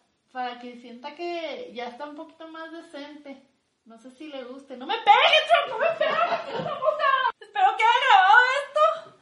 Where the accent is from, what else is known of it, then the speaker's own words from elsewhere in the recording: Mexico; porque pues soy mujer y soy mexicana